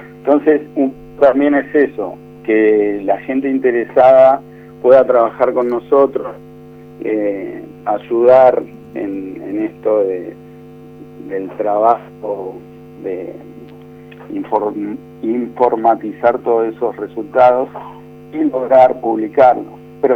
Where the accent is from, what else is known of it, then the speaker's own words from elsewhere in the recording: Buenos Aires, Argentina; Yo soy de Buenos Aires, sí.